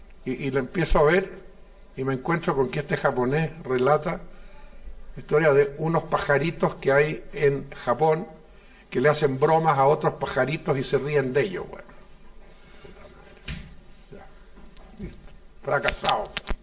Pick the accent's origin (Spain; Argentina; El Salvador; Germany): Germany; Cuando yo era niño, tenía unos 7 años. Yo soy un niñito alemán, ¿no?